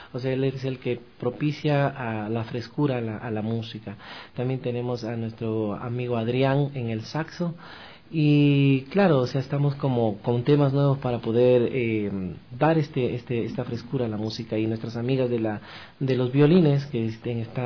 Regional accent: Peru; born there; yo nací en el Perú, primeramente, ¿no?

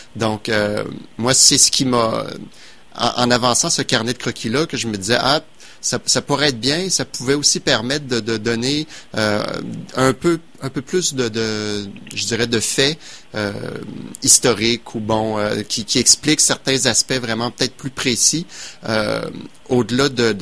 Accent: Quebec City, Quebec, Canada; Moi, je suis de Québec.

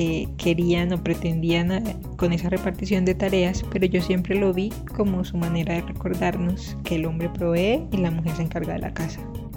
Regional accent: Barranquilla, Atlántico, Colombia; born there; nací en Barranquilla, estudié ingeniería industrial

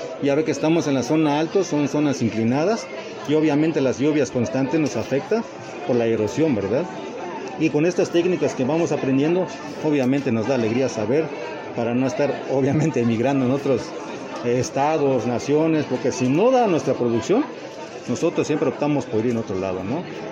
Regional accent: Oxchuc, Chiapas, Mexico; Soy originario de Ochuc, Chiapas, de la comunidad de Medialuna.

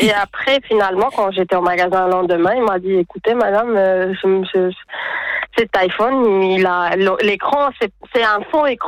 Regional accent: Spain; Ça va, je viens d'Espagne.

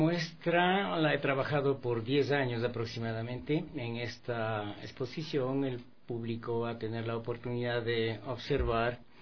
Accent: Pintag, Pichincha, Ecuador; yo soy de Pintas realmente para mí es un hermoso lugar con unos paisajes maravillosos, con gente maravillosa.

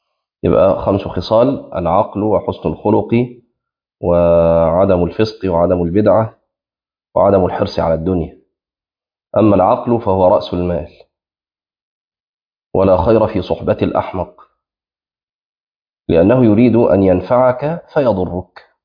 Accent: Egypt; في مثل عندنا في مصر يعني مشهور

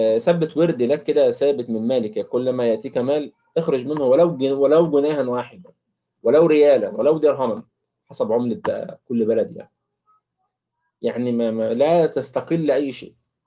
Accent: Egypt; كيلو اللبن ب 35 جنيه ولا ب 40 جنيه عندنا في مصر

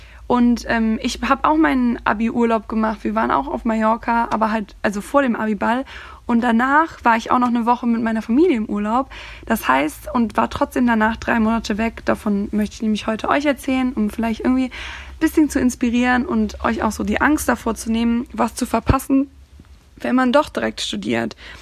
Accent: Cologne, North Rhine-Westphalia, Germany; Also, ich studiere mittlerweile hier in Köln. Ich komme aus Köln, beziehungsweise aus der Nähe von Köln.

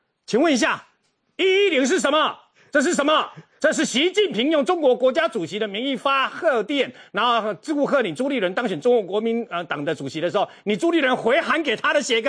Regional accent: Taiwan; 身为台湾人，我刚才要洗巴啦

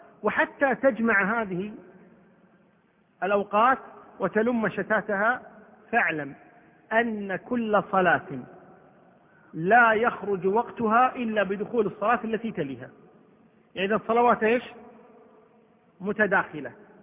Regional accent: Kuwait; عندنا في الكويت ما تصير الشمس عمودية، دائما تجي على كتر

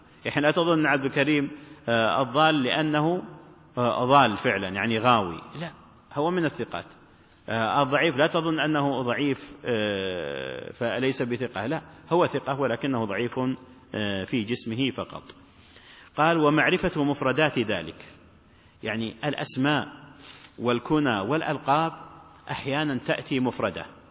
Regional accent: Najd, Saudi Arabia; لا وقت قريب عندنا في نجد اللقب يلزم الإنسان لأتفه الأسباب

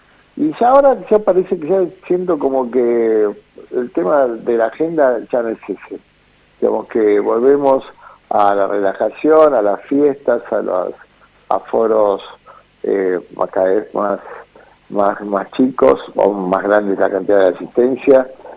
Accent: Buenos Aires, Argentina; los porteños y las porteñas somos muy particulares, ¿no?

